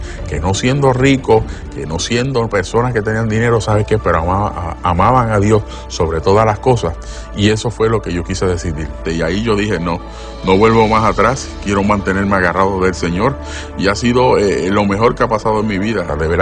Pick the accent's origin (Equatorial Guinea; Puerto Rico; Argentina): Puerto Rico; San Juan; born there; Nací aquí en San Juan, Puerto Rico